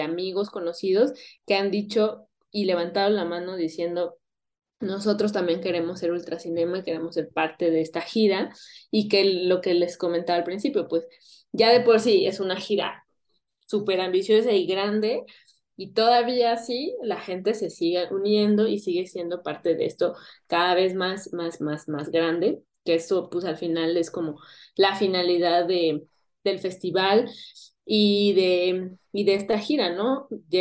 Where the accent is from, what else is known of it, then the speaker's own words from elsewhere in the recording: Tepoztlán, Morelos, Mexico; resultó que vivía en Tepoztlán también, de donde yo soy